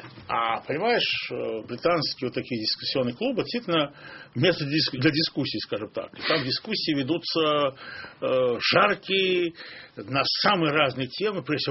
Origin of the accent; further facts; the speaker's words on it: Baku, Azerbaijan; в моем родном городе Баку, где я тогда жил